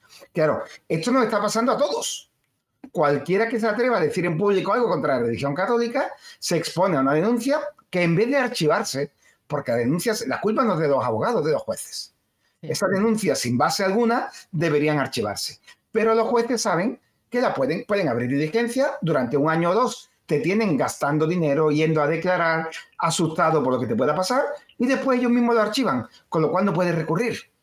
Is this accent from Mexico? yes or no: no; Spain; Una vergüenza casi como español.